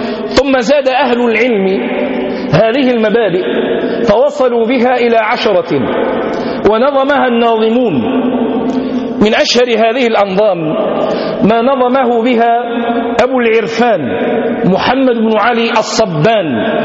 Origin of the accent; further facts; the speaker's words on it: Tlemcen, Tlemcen Province, Algeria; من علماء بلدتنا، من علماء بلادنا الجزائر